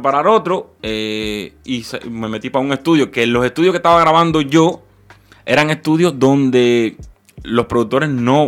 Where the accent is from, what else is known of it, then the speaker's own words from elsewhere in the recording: Cuba; moved away; yo la grabé en Cuba, en verdad, ¿eh? O sea, la grabé en mi país, no la grabé aquí.